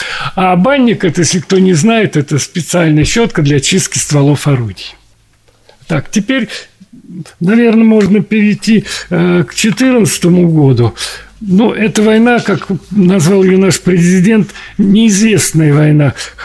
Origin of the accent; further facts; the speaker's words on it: Moscow, Russia; born there; потому что я родился в Москве